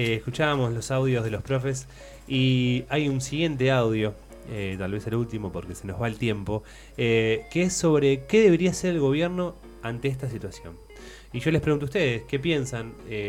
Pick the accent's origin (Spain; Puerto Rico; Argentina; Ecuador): Argentina; ¿Cuántas crisis tuvimos como argentinos?